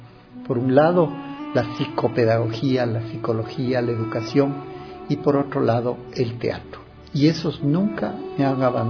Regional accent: Ecuador; also born or lived in Chile; Nací en Chile, ya que mi mamá era chilena y mi papá ecuatoriano. Pero desde esa época acá, mi vida ha transcurrido en el Ecuador y tengo nacionalidad ecuatoriana.

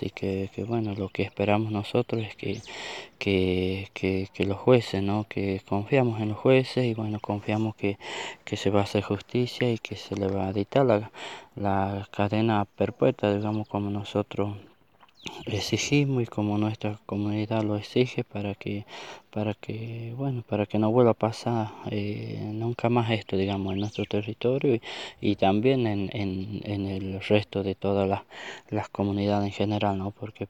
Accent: Tucumán, Argentina; Nosotros somos nación Diaguita porque al norte y al oeste de la provincia de Tucumán existían los Diaguitas, así que nosotros estamos dentro de ese territorio.

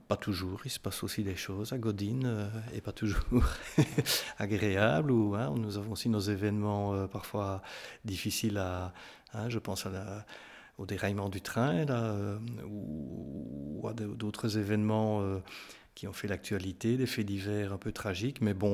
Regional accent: Namur, Wallonia, Belgium; Je suis né à Namur, je vous l'ai dit. Je ne sais pas, oui, je vous l'ai dit. Oui, j'ai vécu en ville jusqu'à l'âge de 30, 31, 32 ans.

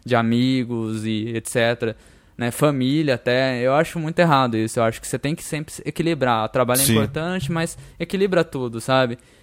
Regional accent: São Paulo, Brazil; eu sou de São Paulo e sou descendente japonês

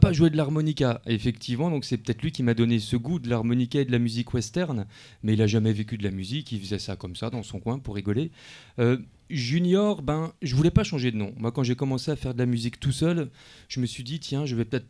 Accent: Mulhouse, Grand Est, France; Mulhouse. Je suis de Mulhouse.

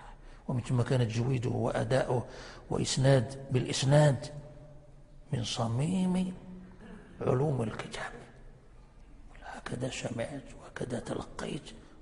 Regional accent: Morocco; كان عندنا في المغرب هنا علماء في الجبل في وقت الاستعمار

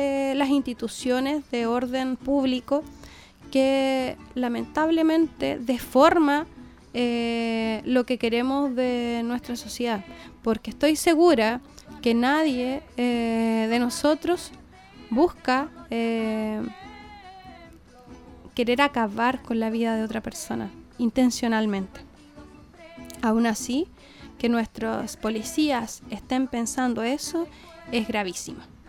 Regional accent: Chile; Cómo hoy día como chilenos nosotros respetamos a aquellas personas

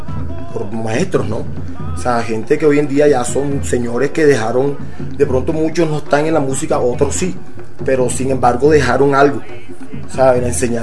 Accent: Puerto Colombia, Atlántico, Colombia; Puerto Colombia, Atlántico.

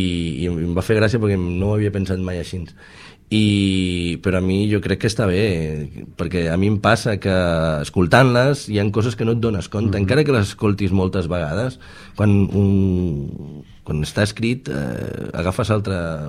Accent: Sabadell, Catalonia, Spain; i jo sóc de Sabadell, i pujava o baixava a Tarragona a gravar-lo

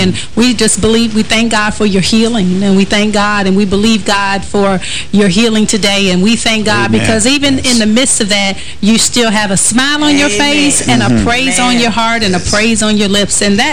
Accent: Detroit, Michigan, United States; in my hometown of Detroit, I just have a lot of my family members are going through a lot.

